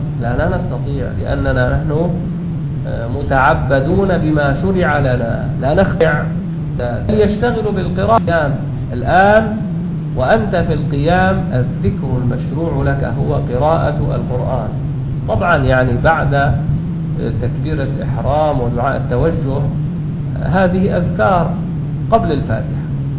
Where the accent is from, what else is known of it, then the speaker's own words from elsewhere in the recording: Damascus, Damascus Governorate, Syria; كان عندنا في الشام في مسجد، مساجد دمشق